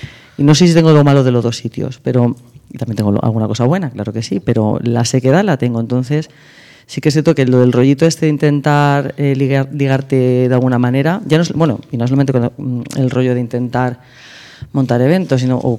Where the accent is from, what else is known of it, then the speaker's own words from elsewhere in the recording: Torrejón de Ardoz, Community of Madrid, Spain; yo soy de Torrejón de Ardoz, y mis primeros viajes a Madrid de salida fue el Rainbow, en Huertas.